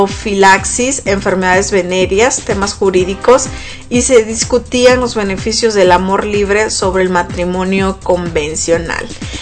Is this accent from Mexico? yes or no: yes; Mexico; Siendo mexicanos, nosotros a veces pues nos ponemos los moños y pues algo parecido pasó.